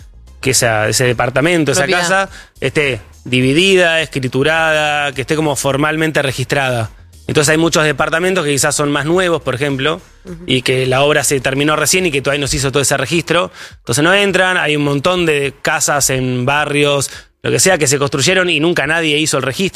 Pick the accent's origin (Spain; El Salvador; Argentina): Argentina; Somos Argentina también.